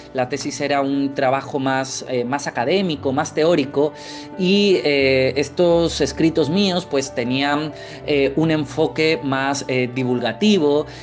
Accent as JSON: {"language": "Spanish", "town": "Torremolinos", "region": "Andalusia", "country": "Spain", "said": "Yo soy de Torremolinos, ese pueblo con tanta historia, más que la de Sol y Playa y las Suecas, ese pueblo tan encantador de la Costa del Sol malagueña."}